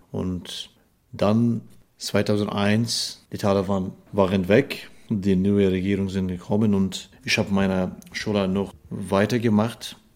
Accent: Kunduz, Afghanistan; German is a second language; Meine Eltern sind in unserem Dorf geboren, aufgewachsen und dann sie sind nach Kunduz umgezogen, aber ich bin selbst in Kunduz geboren.

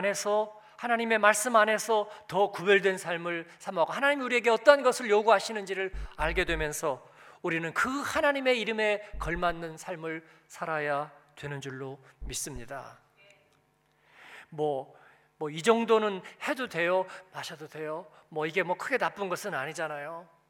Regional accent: South Korea; 저는 한국인이

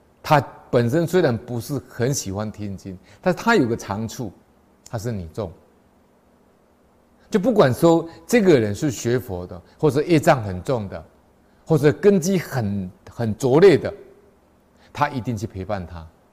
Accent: Taipei, Taiwan; 我们台北人都知道

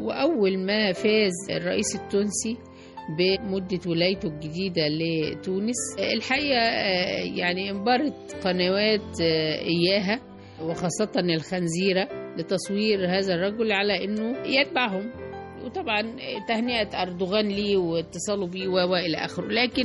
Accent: Egypt; احنا مصريين بنحب بلدنا وبنلتزم بسياستها الخارجية

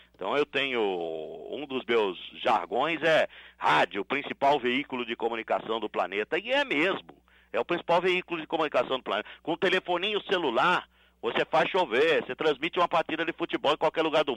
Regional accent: Sorocaba, São Paulo, Brazil; born there; eu nasci em Sorocaba, rapaz, uma cidade, uma família simples

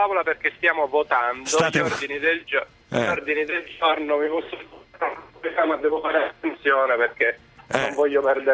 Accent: Sicily, Italy; io sono siciliano, sono della provincia di Messina.

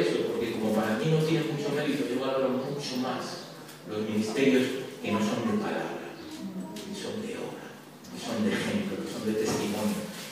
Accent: Spain; born there; Pero yo nací aquí en España y eso es muy español

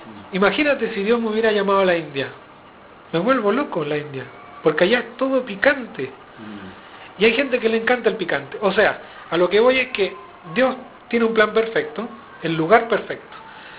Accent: Chile; Sí, tengo que decir sipo, porque los chilenos decimos sipo. Y a pesar de que a veces se me sale el acento argentino, ¿viste?

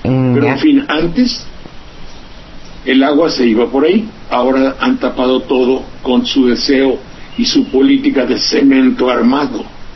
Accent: Veracruz, Mexico; el río Sedeño, entre Jalapa y mi pueblo.

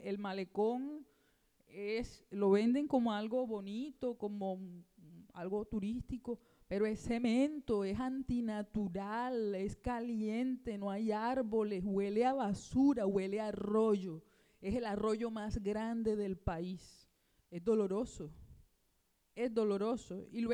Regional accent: Barranquilla, Atlántico, Colombia; Y bueno, siempre estuve acá en Barranquilla, soy de acá de Barranquilla

